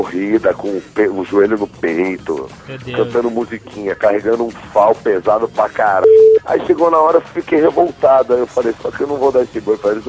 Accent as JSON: {"language": "Portuguese", "country": "Italy", "said": "Comeu, vim da Itália, cara, como bem, entendeu?"}